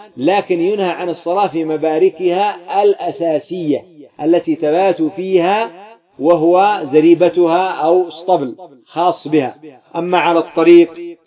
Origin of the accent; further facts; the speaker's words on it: Yemen; يسمى الذهاب عندنا في اليمن، يسموه أنتم الخشب، ما عندكم جمال